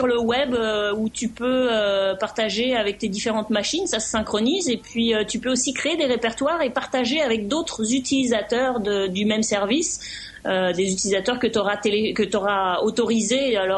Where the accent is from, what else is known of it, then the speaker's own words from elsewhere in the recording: Canada; pas aux États-Unis, pas chez nous au Canada